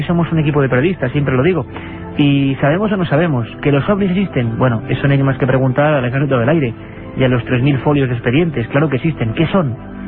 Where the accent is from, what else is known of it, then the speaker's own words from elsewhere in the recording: Ortuella, Basque Country, Spain; Yo soy de muy cerquita, soy de Vitoria, Ortuella.